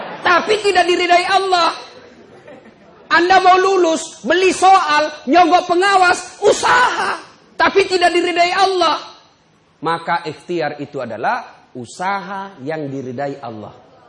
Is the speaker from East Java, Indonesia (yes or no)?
no; Pinrang, South Sulawesi, Indonesia; Pertama kali saya pindah dari kampung saya di Pindrang. Pindah ke Makassar SMA.